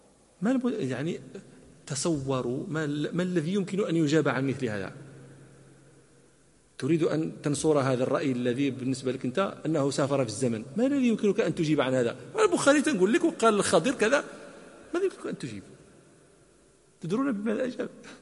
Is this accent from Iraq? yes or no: no; Morocco; هذه قطعة من الصحراء العربية موجودة عندنا في المغرب